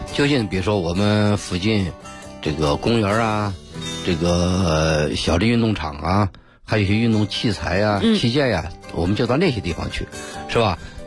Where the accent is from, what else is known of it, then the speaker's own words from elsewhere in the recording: China; 也许我们中国人还有一个习惯呢